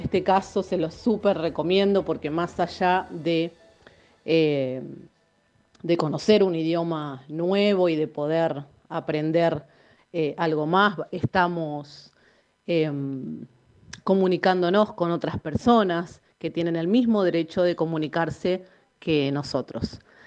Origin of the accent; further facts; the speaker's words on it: Buenos Aires, Argentina; now in Salta, Argentina; yo soy de Buenos Aires, pero bueno, estudio en la Universidad de Salta.